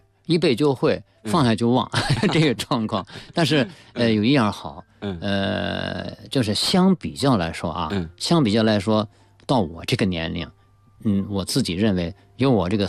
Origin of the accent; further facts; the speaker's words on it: China; 我说 I'm Chinese。我说我是中国人